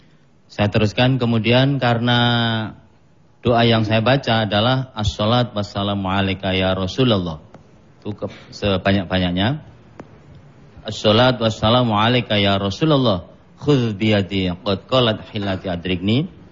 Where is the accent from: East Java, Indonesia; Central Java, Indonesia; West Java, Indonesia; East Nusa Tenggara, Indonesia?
East Java, Indonesia; Banyuwangi; Saya dari Pulau Jawa Ujung Timur, Banyuwangi.